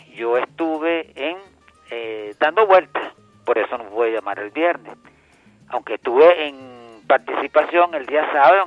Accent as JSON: {"language": "Spanish", "country": "Italy", "said": "yo soy italiano."}